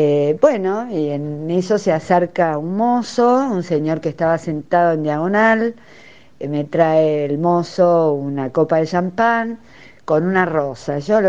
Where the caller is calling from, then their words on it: Buenos Aires, Argentina; de Recoleta.